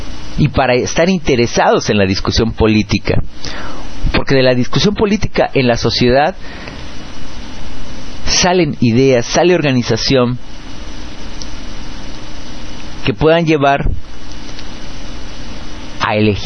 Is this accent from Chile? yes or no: no; Mexico; nosotros en México nos fuimos de Guatemala para entrar en Guatepeor cuando decidimos la alternancia